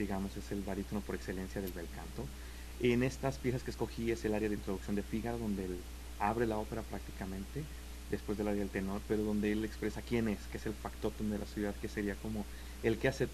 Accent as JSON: {"language": "Spanish", "region": "Mexico City", "country": "Mexico", "said": "Yo soy del México, del DF, exactamente."}